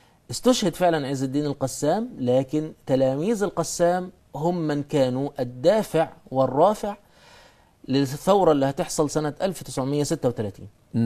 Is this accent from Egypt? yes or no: yes; Egypt; احنا عندنا في مصر مثلا بدأ حتى الإخوان في ذلك الوقت يبدأوا يثيروا القضية الفلسطينية